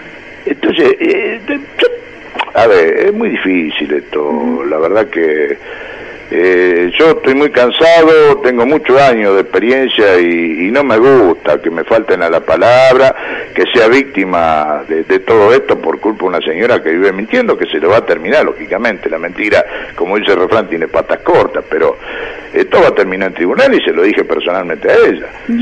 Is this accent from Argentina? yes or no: yes; Beltrán, Argentina; born there; soy hijo nativo, yo nací acá en Beltrán, tengo 65 años y conozco cada lugarcito, cada rincón y cómo creció esta ciudad